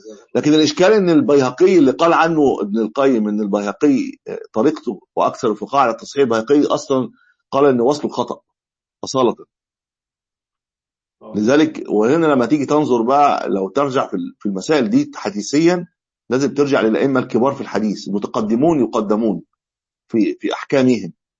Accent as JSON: {"language": "Arabic", "country": "Egypt", "said": "يعني مش ولو رجعوا حاليا في عندنا في مصر مش هيبطل"}